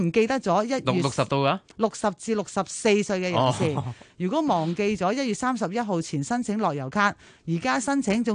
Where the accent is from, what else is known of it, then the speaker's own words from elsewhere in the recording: Hong Kong; 我哋香港人